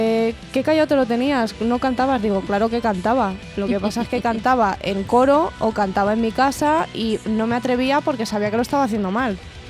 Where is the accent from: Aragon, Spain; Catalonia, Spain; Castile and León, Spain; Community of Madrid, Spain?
Community of Madrid, Spain; Ay, soy madrileño burgalesa.